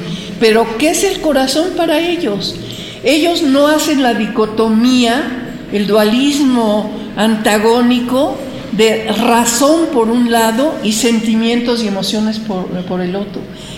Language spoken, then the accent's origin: Spanish; Mexico; esta cultura desconocida para la mayoría de los mexicanos, somos mexicanos.